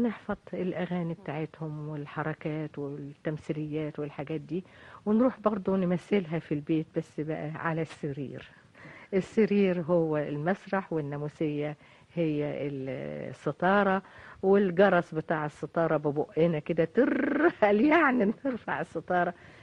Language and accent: Arabic; Tanta, Gharbia, Egypt; وابتدأت الحقيقة فعلا من الطفولة لمشاهدتي سيرك الحلو في بلدي طنطا.